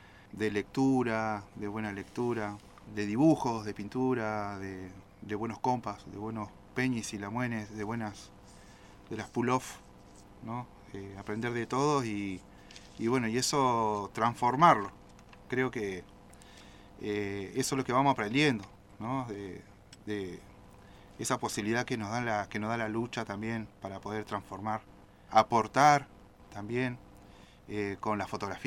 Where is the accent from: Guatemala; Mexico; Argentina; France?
Argentina; Comodoro Rivadavia, Chubut; Yo soy nacido en Comodoro también, de la ciudad de los vientos.